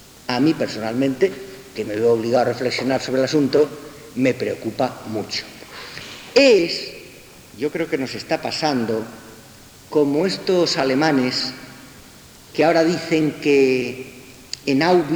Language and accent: Spanish; Balearic Islands, Spain; salvo, yo soy mallorquín, salvo las Islas Baleares